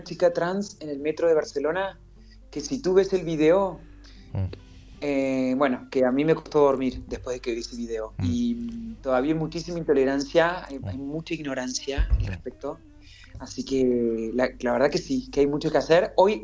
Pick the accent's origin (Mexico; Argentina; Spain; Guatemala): Argentina; Córdoba; also born or lived in Corrientes / Buenos Aires; yo nací en Corrientes, me crié en Córdoba, y cuando terminé el colegio me mudé a Buenos Aires